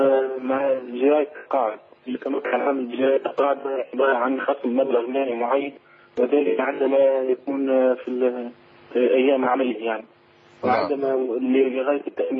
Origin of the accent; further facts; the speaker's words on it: Tunisia; هل تجوز صلاة الجمعة الثانية عندنا في تونس وهي تقام قبيل العصر؟